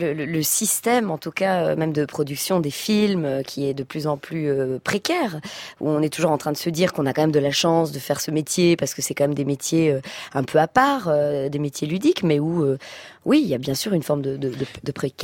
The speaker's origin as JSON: {"language": "French", "country": "Belgium", "lives_now": "France", "said": "en tant que citoyenne de France, même si je suis belge, et maman"}